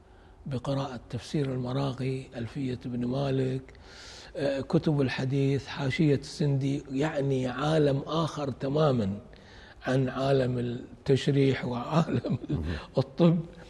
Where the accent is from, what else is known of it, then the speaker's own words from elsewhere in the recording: Kuwait; أروح أرجع إلى ديرتي الكويت وأقرأ